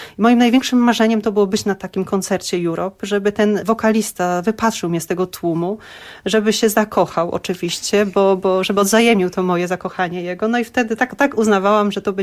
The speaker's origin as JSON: {"language": "Polish", "town": "Szczecin", "region": "West Pomeranian Voivodeship", "country": "Poland", "said": "Ja pochodzę ze Szczecina. Jest to środowisko takie bardziej ateistyczne niż religijne. Nasi rodzice, którzy tam osiedlili się w Szczecinie, każdy pochodził z innej części Kresy, tak?"}